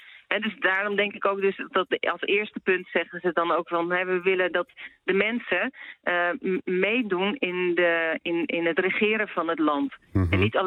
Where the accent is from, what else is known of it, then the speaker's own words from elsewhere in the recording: Netherlands; Nee, en sowieso, ik mag het niet eens, want ik ben Nederlander. Als Nederlander mag je officieel niet met politieke situatie inlaten.